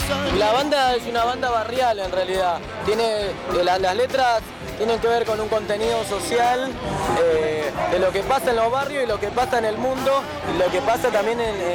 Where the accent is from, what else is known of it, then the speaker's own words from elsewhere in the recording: Rafael Castillo, Buenos Aires Province, Argentina; Nosotros somos de Rafael Castillo, de La Matanza.